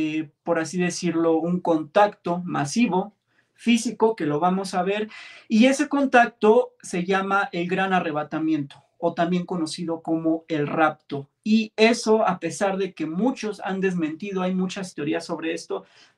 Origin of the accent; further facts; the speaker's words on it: Mexico City, Mexico; yo soy un chico originario de la Ciudad de México. Soy un streamer mexicano